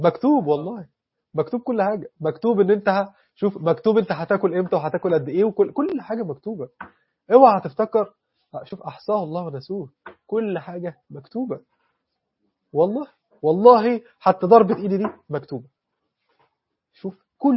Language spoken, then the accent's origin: Arabic; Egypt; أنا مصري، محدش يتكلم معي